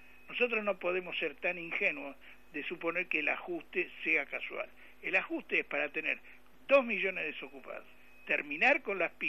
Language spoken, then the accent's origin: Spanish; Argentina; Si nosotros no somos los argentinos capaces de retomar la tradición histórica